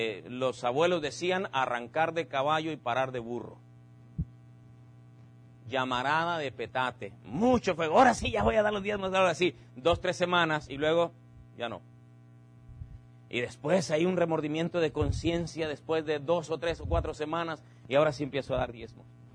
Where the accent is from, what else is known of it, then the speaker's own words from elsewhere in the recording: Mexico; Uno de nuestros grandes problemas como humanos y como mexicanos es que no somos constantes en lo que hacemos.